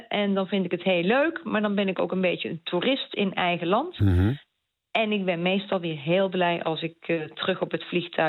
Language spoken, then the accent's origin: Dutch; Netherlands; Ik ben in Nederland geboren en getogen. Dus ik ben en blijf Nederlands. Ik zal mijn Nederlanderschap ook nooit opgeven. Dus ik heb altijd nog een Nederlands paspoort.